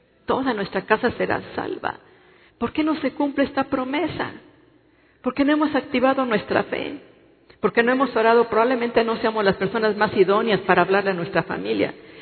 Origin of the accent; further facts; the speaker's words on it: Mexico; Pero estamos en esta nación de México. Y nosotros somos mexicanos.